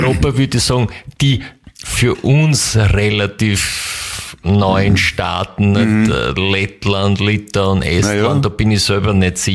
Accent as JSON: {"language": "German", "region": "Upper Austria", "country": "Austria", "said": "aber zu Hause muss ich zugeben, ich komme ja aus Oberösterreich, das hört man jetzt vielleicht nicht mehr so ganz raus."}